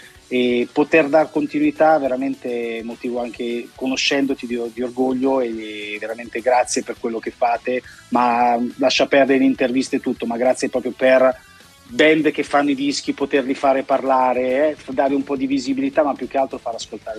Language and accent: Italian; Rimini, Emilia-Romagna, Italy; Vi invidio, sinceramente, da riminese, la vostra radio è una radio che io ho sempre apprezzato da anni e anni e anni